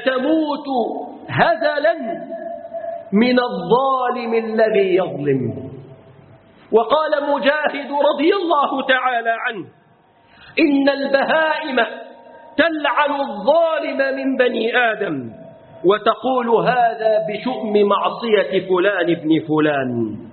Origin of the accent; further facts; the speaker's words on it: Egypt; اللهم احفظ بلادنا مصر.